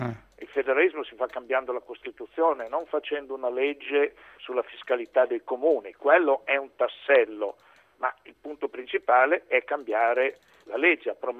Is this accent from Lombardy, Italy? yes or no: yes; Busto Arsizio, Lombardy, Italy; D'altro canto sono di Busto Arsizio